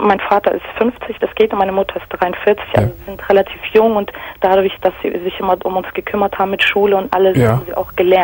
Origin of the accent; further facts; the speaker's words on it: Kosovo; now in Germany; Aus dem Kosovo, ehemaliges Jugoslawien. Wir sind damals 89 nach Deutschland, da mein Vater politisch verfolgt war in der Zeit.